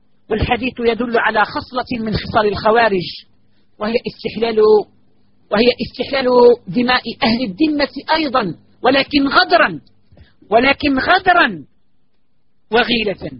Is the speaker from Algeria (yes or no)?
yes; Algeria; وهذا قد حدث عندنا في الجزائر وفي غير الجزائر